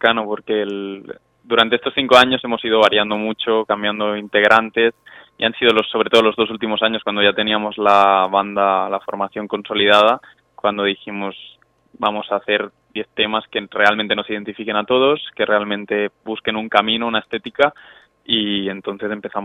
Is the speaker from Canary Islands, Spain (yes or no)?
no; Tarragona, Catalonia, Spain; cantar porque nosotros somos de Tarragona, habíamos hecho temas, de hecho hay un tema en catalán en el disco